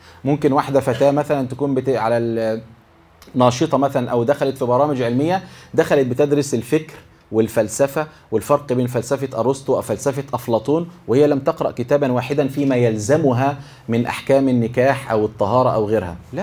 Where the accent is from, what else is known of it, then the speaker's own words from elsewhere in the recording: Egypt; accent: Egyptian; تفهموني انا بتكلم مصري ولا اكلمكم؟